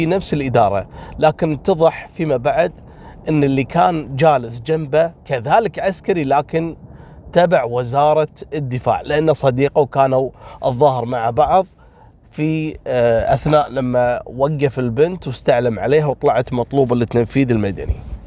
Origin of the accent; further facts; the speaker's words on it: Kuwait; القصة هذه حصلت عندنا في الكويت عام 2019